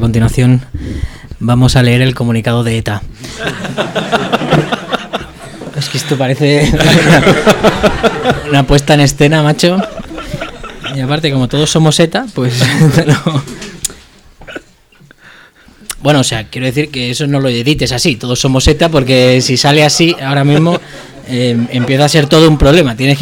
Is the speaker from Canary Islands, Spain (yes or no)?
no; Cornellà, Catalonia, Spain; yo que soy del barrio de Gabarra, de Cornellá, siempre quise montar una tienda